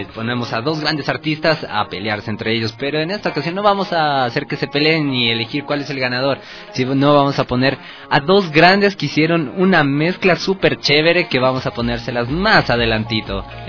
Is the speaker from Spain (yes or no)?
no; Quito, Pichincha, Ecuador; yo soy quiteño, pero como padres de otros lados. Mi papá es de Riobamba pa' dentro y mi mamá es de Riobamba, de Los Ríos pa' dentro también.